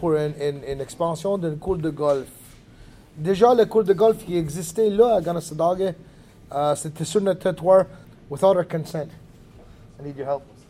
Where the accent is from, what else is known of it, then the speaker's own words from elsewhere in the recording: Kanesatake, Quebec, Canada; French is a second language; J'étais 18 ans quand ça a déclenché. J'étais impliqué depuis que je suis 17 avec la lutte pour la terre chez nous, à Calasadague.